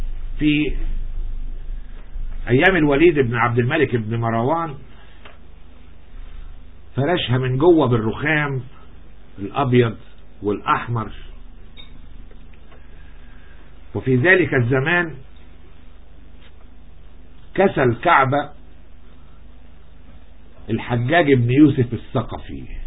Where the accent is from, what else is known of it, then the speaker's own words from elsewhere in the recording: Egypt; تهمني انا كرجل مصري في الحقيقة